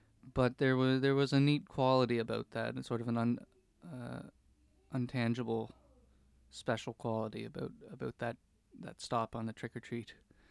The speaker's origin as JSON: {"language": "English", "town": "St. Catharines", "region": "Prince Edward Island", "country": "Canada", "said": "I'm from St. Catharines PEI."}